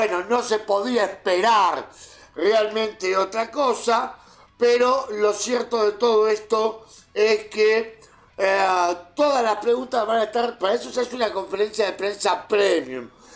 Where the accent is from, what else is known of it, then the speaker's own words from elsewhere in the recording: Argentina; fecha bastante cara a nuestros sentimientos como argentinos.